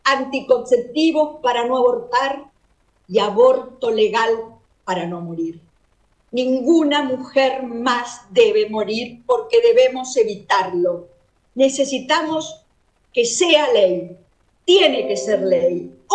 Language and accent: Spanish; La Pampa, Argentina; especialmente a las de mi Pampa, de mi tierra amada, pionera en establecer derechos de las mujeres